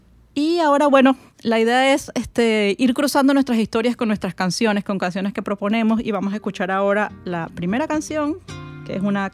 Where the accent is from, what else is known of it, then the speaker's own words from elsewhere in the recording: Venezuela; also born or lived in Spain; mi experiencia como venezolana. Y creo que era mucho más fuerte porque, como venía de España y de unos cuantos años de vivir en España